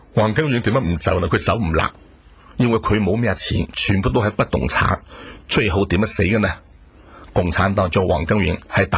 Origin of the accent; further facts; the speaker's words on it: China; 最起码我是祖国大陆出生，红旗下生，红旗下长